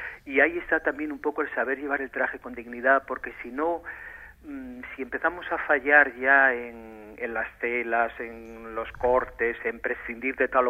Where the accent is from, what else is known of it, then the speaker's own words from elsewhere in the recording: Carranza, Basque Country, Spain; born there; nací en Carranza, que es provincia de Vizcaya, pero porque mis padres, mi padre que era de la parte de Soba, al no encontrar una finca allí en Soba, pues compró la contigua, que ya caía dentro del Valle de Carranza.